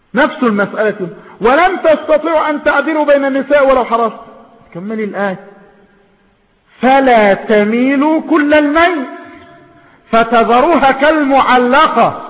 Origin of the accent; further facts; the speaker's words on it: Egypt; وهنا عندنا في مصر ماذا يقال؟